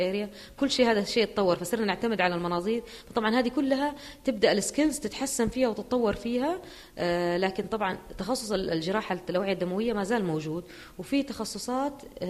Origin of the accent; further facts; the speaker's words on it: Jeddah, Makkah Province, Saudi Arabia; طبعا عشان عندنا في جدة ما هو موجود لكن في الرياض